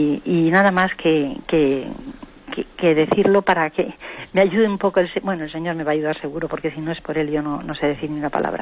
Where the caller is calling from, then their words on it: Madrid, Community of Madrid, Spain; de Madrid.